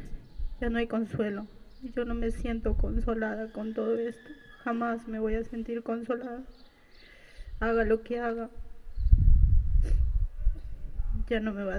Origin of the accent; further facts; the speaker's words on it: Peru; yo soy extranjera, soy peruana